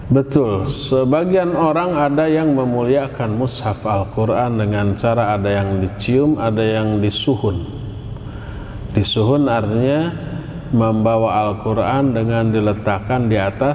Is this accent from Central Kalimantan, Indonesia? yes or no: no; West Java, Indonesia; Sebagai orang Sunda, saya lewat nyebut punten sambil dongkok.